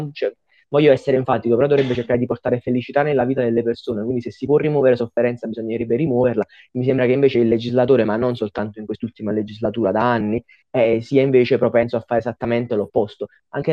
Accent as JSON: {"language": "Italian", "town": "Naples", "region": "Campania", "country": "Italy", "said": "Io sono di Napoli"}